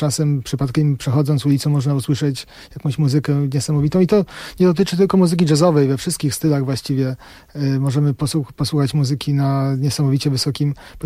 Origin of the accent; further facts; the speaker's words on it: Warsaw, Masovian Voivodeship, Poland; now in United States; Że mam takie poczucie troszkę, jak przyjechałem do Stanów, że tak jak ja przyjechałem z Warszawy